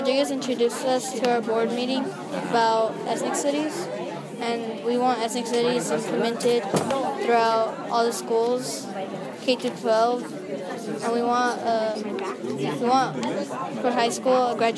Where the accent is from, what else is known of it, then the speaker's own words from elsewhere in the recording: Tustin, California, United States; born there; My parents are from San Luis Potosí, Mexico, but I was born here in Tustin.